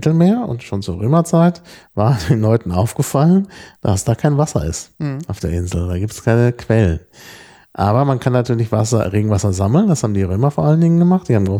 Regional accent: Dortmund, North Rhine-Westphalia, Germany; Insbesondere da, wo ich aufgewachsen bin in Dortmund, da gab es dann Mineralwasser.

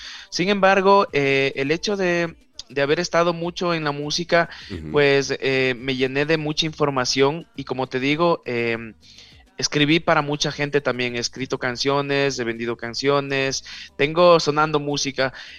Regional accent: Quito, Pichincha, Ecuador; Estamos haciendo un trabajo a las afueras de Quito que sería la periferia, ¿no? De mi ciudad natal.

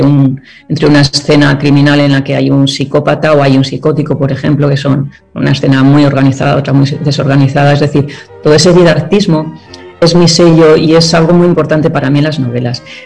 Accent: Vitoria, Basque Country, Spain; en mi tierra natal, en Vitoria, en Álava.

